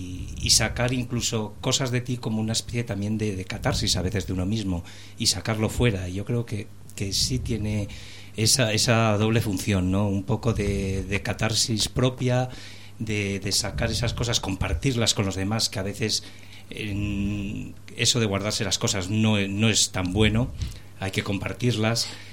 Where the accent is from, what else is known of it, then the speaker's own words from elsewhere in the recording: Santa María del Páramo, Castile and León, Spain; now in Madrid, Spain; aunque vivo en Madrid hace muchos años, soy nacido en León, en un pueblo de León, en Santa María del Páramo